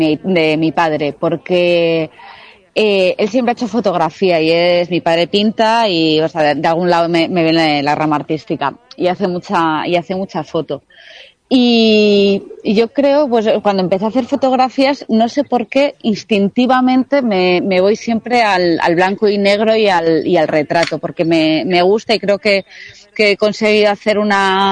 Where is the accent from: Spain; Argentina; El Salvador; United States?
Spain; Basque Country; Pero yo soy vasca, entonces cada vez que puedo yo me escapo a Euskadi a ver a mi familia y así.